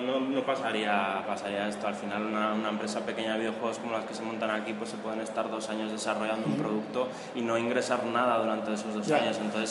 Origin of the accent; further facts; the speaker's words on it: Vitoria-Gasteiz, Basque Country, Spain; born there; yo soy nacido en Gasteiz